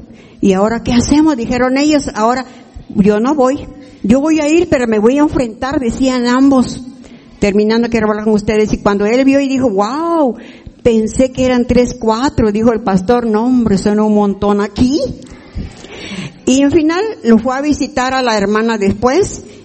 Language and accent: Spanish; Chahuite, Oaxaca, Mexico; porque venimos de Chahuite, Oaxaca, por el Istmo.